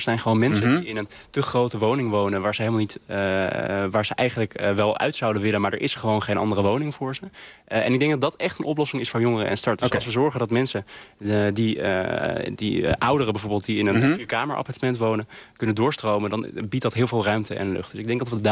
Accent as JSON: {"language": "Dutch", "town": "Amsterdam", "region": "North Holland", "country": "Netherlands", "said": "Ja, ik kom toevallig uit Amsterdam."}